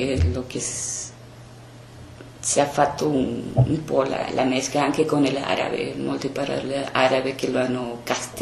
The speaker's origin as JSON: {"language": "Italian", "country": "Argentina", "said": "dell'Argentina, però il mio nonno è venuto da Svizzera all'Argentina. Diciamo che sono una seconda generazione che ritorna alla Svizzera."}